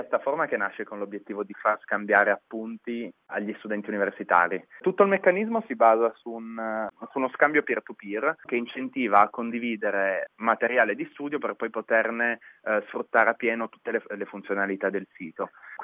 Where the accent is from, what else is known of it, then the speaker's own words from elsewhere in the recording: Turin, Piedmont, Italy; Poi io sono di Torino, quindi abbiamo iniziato da quelle di Torino.